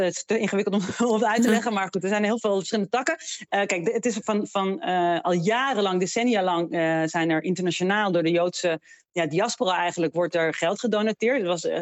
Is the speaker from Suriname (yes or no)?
no; Israel; born there; Dutch is a second language; ik ben in Israël geboren. En dat was zeker toen, maar nu nog steeds, heel erg gebruikelijk.